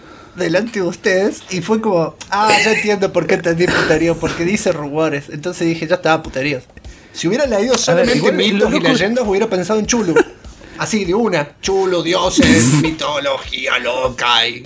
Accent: Córdoba, Argentina; Que yo soy cordobés y él mete esos chistes de mierda, boludo.

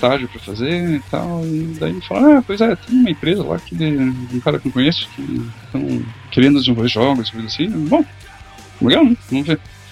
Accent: Joinville, Santa Catarina, Brazil; also born or lived in São Paulo; É, eu nasci em São Paulo, mas fui pra Joinville bem novo, assim, então não gostei de Joinville.

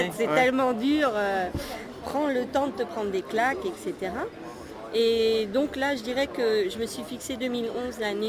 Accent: Paris, Île-de-France, France; born there; Je suis née à Paris.

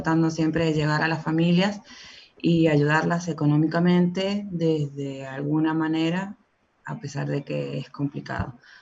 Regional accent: Mendoza, Argentina; soy de Mendoza

